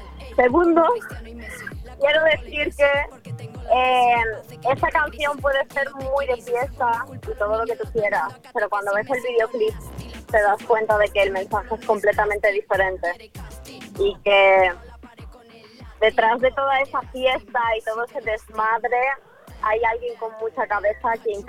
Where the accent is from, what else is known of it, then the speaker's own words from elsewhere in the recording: Ukraine; Yo, de hecho, tengo tatuado en la mano que soy de Ucrania. O sea, para mí, mi país, mi tierra es... No sé, yo formo parte de eso. Son mis raíces